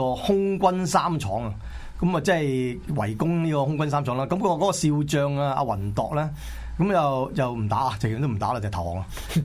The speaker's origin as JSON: {"language": "Cantonese", "country": "Hong Kong", "said": "即係我哋呢啲即係好似我香港人咁啦"}